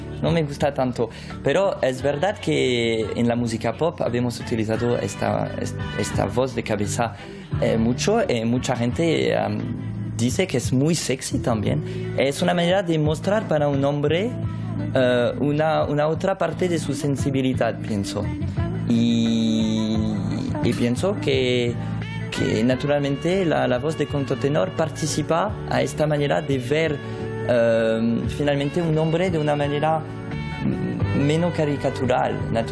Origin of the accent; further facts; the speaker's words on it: France; first language fr; Spanish is a second language; Soy francés, me siento francés, y cuando canto en francés pienso que puedo dar una cosa más íntima de yo, de mí